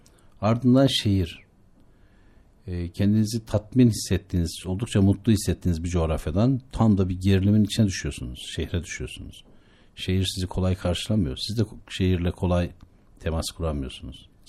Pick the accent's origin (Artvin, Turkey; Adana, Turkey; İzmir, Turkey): Artvin, Turkey; Şavşat; Ben Şavşatlıyım, Artvin Şavşatlıyım. Artvin Şavşat, Karaağaç Köyü.